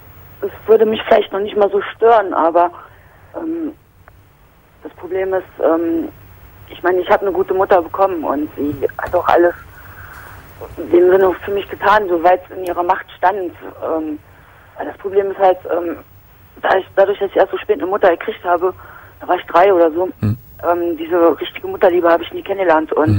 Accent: East Germany, Germany; weil ich komme eigentlich aus der Zone sozusagen.

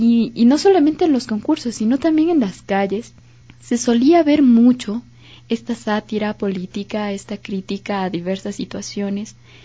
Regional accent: Ecuador; algo que hemos construido como ecuatorianos, como nos caracteriza nuestro ser social ecuatoriano.

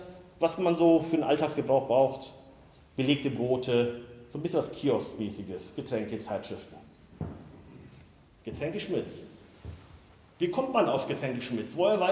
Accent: Siegen, North Rhine-Westphalia, Germany; meine Heimatstadt Siegen

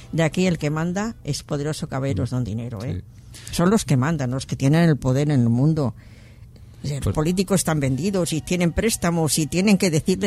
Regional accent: Spain; somos, el español es muy individualista y se mira mucho el ombligo

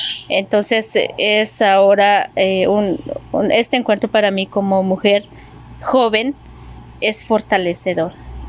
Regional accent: San Martín Sacatepéquez, Quetzaltenango, Guatemala; Yo soy originaria del pueblo de San Martín, Zacatepec, que es conocido como Chile Verde, Quetzaltenango, de Guatemala.

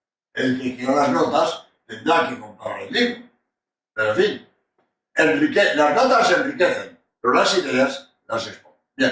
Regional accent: Spain; español y autor de este libro

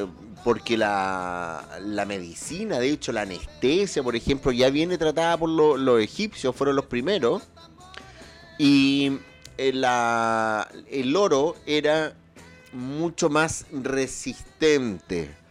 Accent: Chile; Porque el despelote, como buenos chilenos

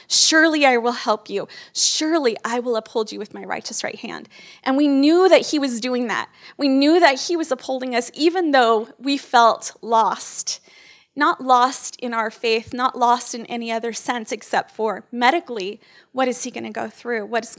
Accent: California, United States; He is, we came from California, I'm sorry. But we didn't bring any bad habits, I promise. I don't even honk my horn ever because I never did that in California either

